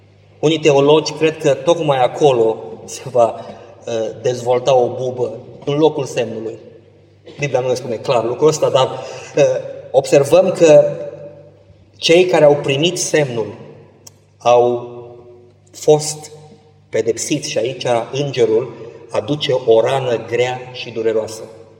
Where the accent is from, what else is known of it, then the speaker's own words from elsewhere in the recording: Constanța, Constanța County, Romania; Eu am locuit la mare. M-am născut în Constanța și am locuit.